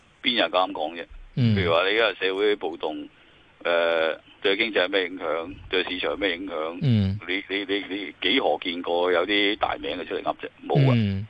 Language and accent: Cantonese; Hong Kong; 咁我改變到我係香港人呢個咁嘅個身份噶嘛？